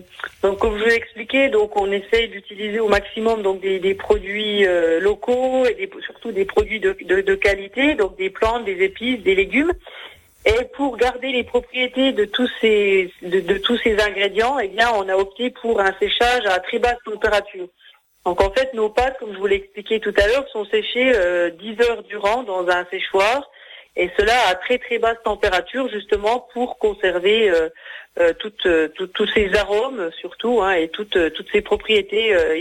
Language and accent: French; Grand Est, France; Donc moi je suis originaire des Vosges